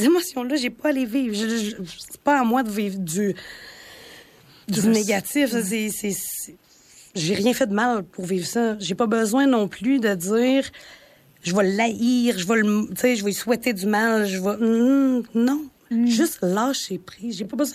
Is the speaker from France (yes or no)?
no; Val-d'Or, Quebec, Canada; c'est peut-être parce que je viens de Val-d'Or. Tu sais, à Val-d'Or, il y a beaucoup de mines. C'est un milieu minier.